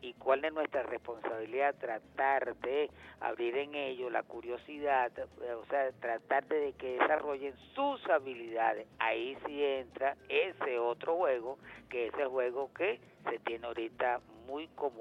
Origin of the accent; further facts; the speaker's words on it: Venezuela; el orgullo de ser venezolano es llevar ante el mundo con orgullo el decir yo soy venezolano ante todo el mundo.